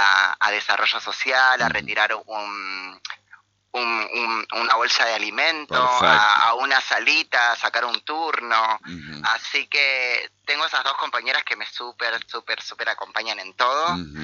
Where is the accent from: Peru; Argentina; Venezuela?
Argentina; Buenos Aires; now in Concordia, Argentina; Yo soy de Buenos Aires, te cuento.